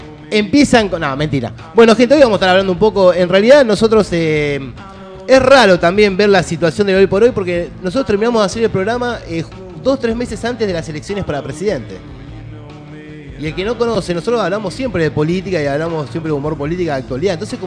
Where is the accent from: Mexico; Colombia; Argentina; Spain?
Argentina; Moreno, Buenos Aires Province; Porque nosotros somos de Moreno